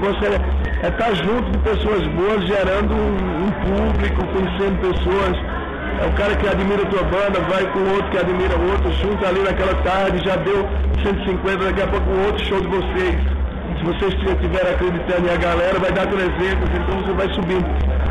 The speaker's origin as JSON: {"language": "Portuguese", "region": "Northeast Region", "country": "Brazil", "said": "eu sou do Nordeste"}